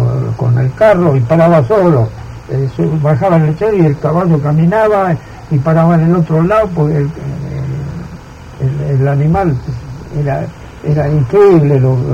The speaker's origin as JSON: {"language": "Spanish", "country": "Italy", "second_language": "Spanish", "said": "Y yo soy italiano, no voté una sola vez."}